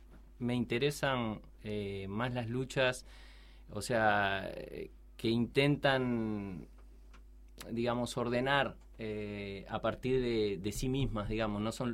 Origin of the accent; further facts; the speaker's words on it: Montevideo, Uruguay; Soy de acá, soy de Montevideo.